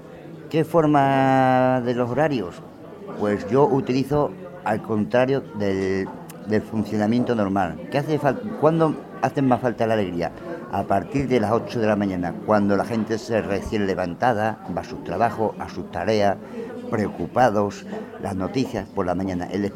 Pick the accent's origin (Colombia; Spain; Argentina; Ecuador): Spain; Don Benito, Extremadura; also born or lived in Bilbao; soy extremeño de Don Benito, Badajoz, pero he estado muchos años en Bilbao